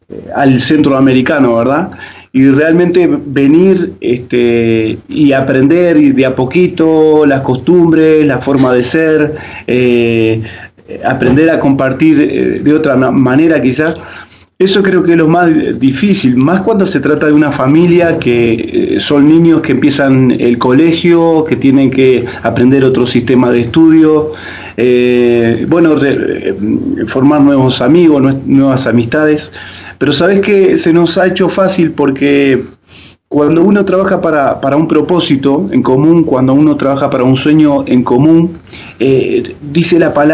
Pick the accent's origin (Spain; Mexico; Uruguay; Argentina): Uruguay; moved away as an adult; es difícil desde el momento que uno decide, ¿verdad?, dejar sus raíces. Nosotros, bueno, somos uruguayos, Y por lo tanto tenemos otra cultura, otras costumbres